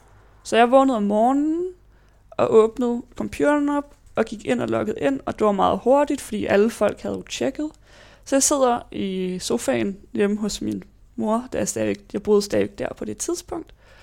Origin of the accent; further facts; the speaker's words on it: Ballerup, Capital Region of Denmark, Denmark; also born or lived in Johannesburg, South Africa; jeg var født i Johannesburg, Sydafrika, hvor jeg boede der i 3 år, indtil at mine forældre og søster og jeg flyttede tilbage til Danmark, hvor vi så boede i Ballerup, hvor jeg så har boet det meste af mit liv til efter gymnasiet